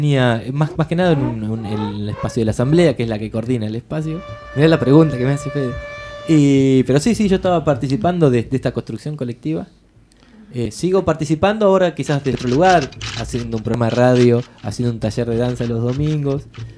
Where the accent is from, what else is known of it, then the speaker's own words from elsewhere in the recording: La Plata, Buenos Aires Province, Argentina; born there; Yo soy nacido acá en La Plata